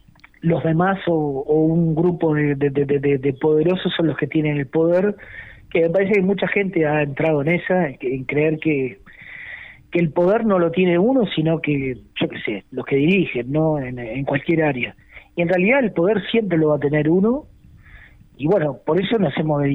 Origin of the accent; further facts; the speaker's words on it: Montevideo, Uruguay; Yo soy de Montevideo